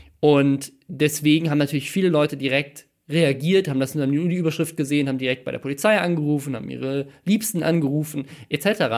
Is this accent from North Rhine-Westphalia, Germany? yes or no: no; Mannheim, Baden-Württemberg, Germany; born there; Und zwar in meiner Geburtsstadt in Mannheim.